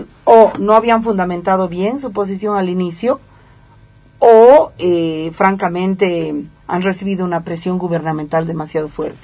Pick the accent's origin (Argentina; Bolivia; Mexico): Bolivia; porque yo tengo una posición tomada como ciudadana, no necesito ser física nuclear para tener una posición, como boliviana